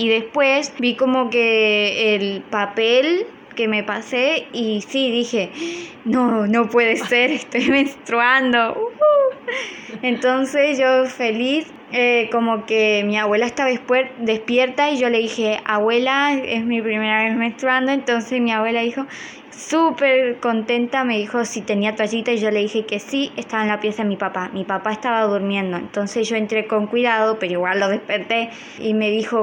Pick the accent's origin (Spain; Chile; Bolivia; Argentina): Argentina; Chaco; yo vengo de Argentina, Chaco, San Peña.